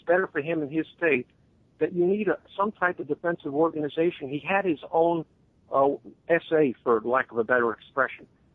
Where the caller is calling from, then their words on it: Florida, United States; down here in Florida.